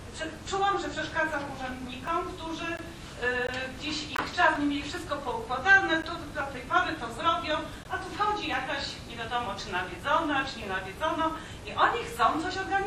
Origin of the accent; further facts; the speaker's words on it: Katowice, Silesian Voivodeship, Poland; Ja jestem z Katowic